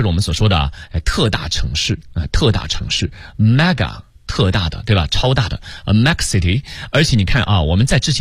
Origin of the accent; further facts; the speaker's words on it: China; 什么叫磁悬浮？其实我们中国人都很清楚哈、啊